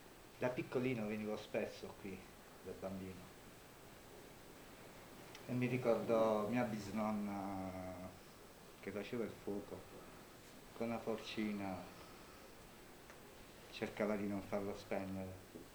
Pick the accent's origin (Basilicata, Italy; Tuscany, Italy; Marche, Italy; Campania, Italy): Basilicata, Italy; Matera; Insomma, io vengo da Matera, sono nato a Matera.